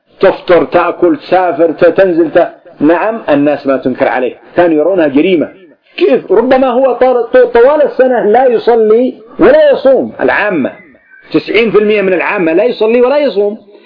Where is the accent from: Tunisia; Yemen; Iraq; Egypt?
Yemen; أما عندنا في اليمن